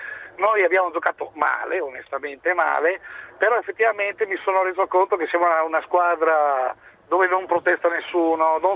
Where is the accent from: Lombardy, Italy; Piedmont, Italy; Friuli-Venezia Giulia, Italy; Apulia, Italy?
Friuli-Venezia Giulia, Italy; Udine; io intanto sono dell'Udinese, ci mancherebbe altro di Udine